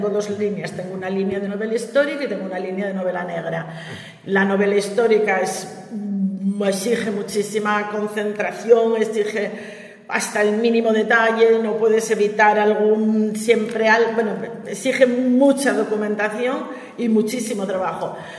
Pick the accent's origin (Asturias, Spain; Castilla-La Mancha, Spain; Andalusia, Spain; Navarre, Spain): Asturias, Spain; Gijón; Ni en la lancha de Cantelli, para los que somos de Gijón